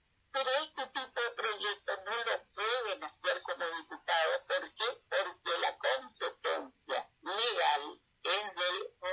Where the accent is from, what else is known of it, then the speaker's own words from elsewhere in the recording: Chaco, Argentina; porque yo soy chaqueña, nací en el Chaco, me eduqué en el Chaco y trabajé en el Chaco en el tema de la justicia administrativa.